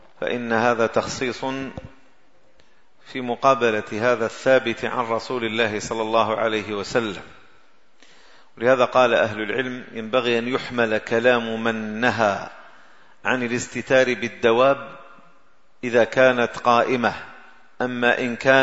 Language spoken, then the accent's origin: Arabic; Algeria; هذا لا يوجد إلا عندنا في الجزائر